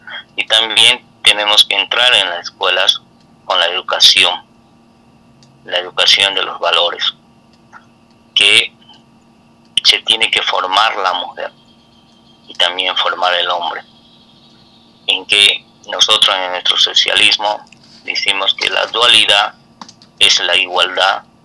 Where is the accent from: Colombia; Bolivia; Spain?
Bolivia; Primeramente en mi país lo que tiene que avanzar el gobierno, hay que ser crítico, porque queremos que cuando haces una crítica tiene que ser constructiva para que este gobierno sea mejor. Entonces Bolivia tiene que crear